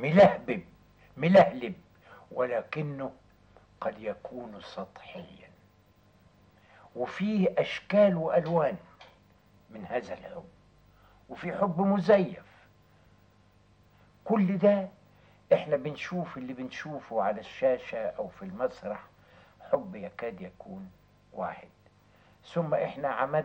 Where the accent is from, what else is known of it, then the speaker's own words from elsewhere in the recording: Egypt; ومع الأخلاق الطبيعية بتاعتنا كمصريين